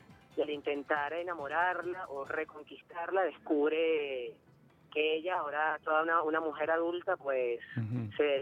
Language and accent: Spanish; Caracas, Capital District, Venezuela; Bueno, casi todos somos caraqueños.